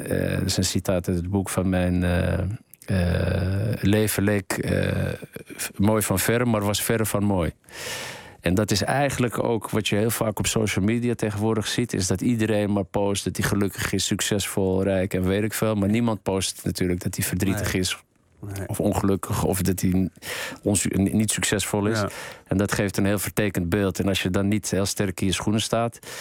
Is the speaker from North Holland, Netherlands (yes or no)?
yes; Amsterdam, North Holland, Netherlands; ik kom zelf uit Amsterdam, hier aan de Eversestraat.